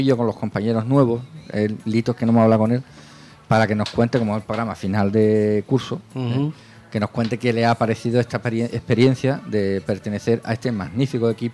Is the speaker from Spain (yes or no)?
yes; Spain; como buen español